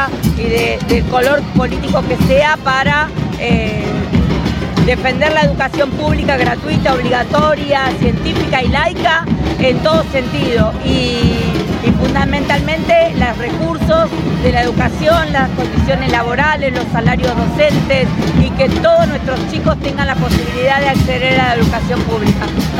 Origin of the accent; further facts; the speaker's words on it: San Miguel, Buenos Aires Province, Argentina; Nosotros venimos de San Miguel, yo particularmente soy de San Miguel, soy docente jubilada